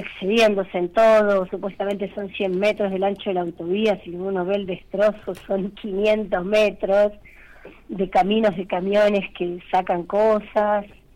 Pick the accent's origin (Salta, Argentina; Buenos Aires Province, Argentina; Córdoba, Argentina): Córdoba, Argentina; Molinari; yo soy de Molinari